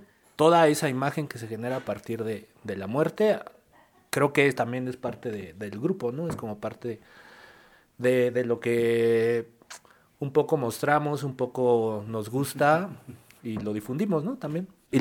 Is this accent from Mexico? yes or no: yes; Mexico; La muerte siempre está presente en todo el mexicano. Es como parte justo de nuestra cultura, de nuestra idiosincrasia.